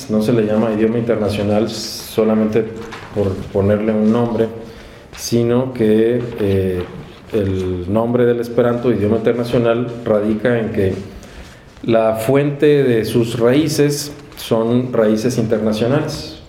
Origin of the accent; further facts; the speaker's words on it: Mexico; born there; first language Spanish; yo nací en México, y el idioma que aprendo, el idioma que usan mis padres, pues es el español.